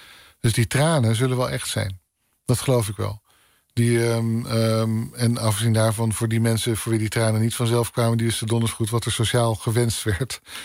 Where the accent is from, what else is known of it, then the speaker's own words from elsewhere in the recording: North Holland, Netherlands; Net zoals waar ik vandaan kom in Noord-Holland, drink je een kopje koffie